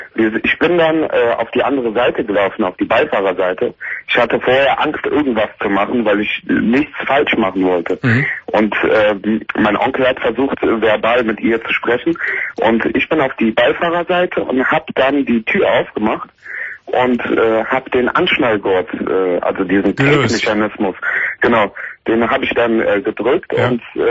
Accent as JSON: {"language": "German", "town": "Siegen", "region": "North Rhine-Westphalia", "country": "Germany", "said": "Also ich komme hier aus den Richtung Siegen, die Ecke. Und da ist alles sehr ländlich und alles."}